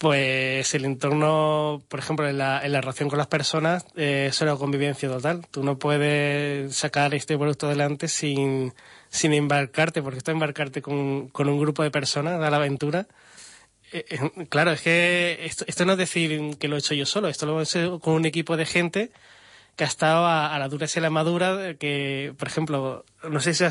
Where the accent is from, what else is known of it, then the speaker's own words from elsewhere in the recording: Málaga, Andalusia, Spain; now in -; vosotros sois españoles, sí, ¿no? Somos de Málaga, y nosotros también. ¿De dónde? Del Puerto de la Torre.